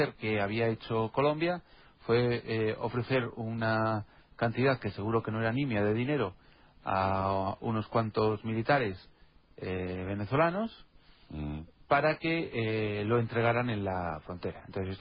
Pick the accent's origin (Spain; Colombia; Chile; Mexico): Spain; Castilla-La Mancha; accent: Castilla-La Mancha; De Castilla-La Mancha.